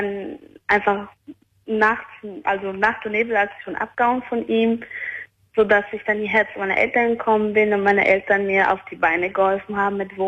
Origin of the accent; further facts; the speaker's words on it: Albania; Er kommt auch aus meinem Land, also wir sind beide Albaner.